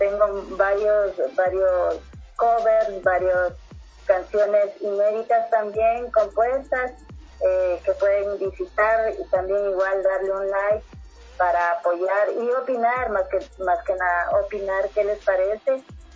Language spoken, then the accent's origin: Spanish; Ecuador; muchas veces renegamos de lo que es uno como ecuatoriano